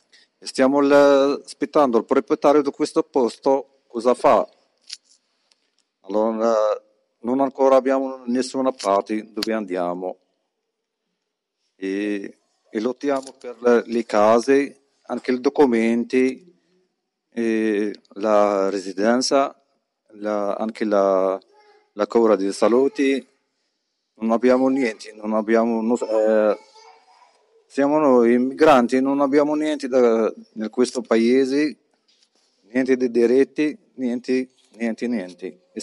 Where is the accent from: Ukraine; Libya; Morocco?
Morocco; Italian is a second language; vengo del Marocco, sono come degli altri stranieri che cercano da migliorare la sua vita